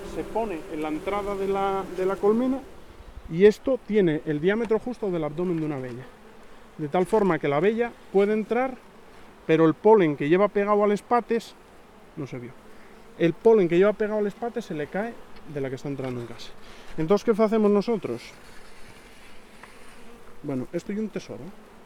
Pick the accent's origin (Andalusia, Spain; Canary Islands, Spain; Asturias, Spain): Asturias, Spain; Ibias; Bueno, yo soy de Ibias y en Ibias la única diferencia que hay con Degaña es la utilización del corcho.